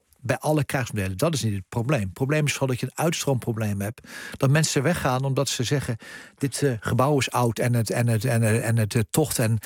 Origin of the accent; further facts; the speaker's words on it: Netherlands; als je als Nederlander 45.000 soldaten leidt uit 24 landen in operaties